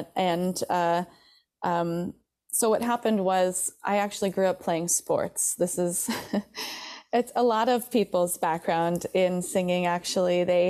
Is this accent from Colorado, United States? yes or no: no; Traverse City, Michigan, United States; born or raised there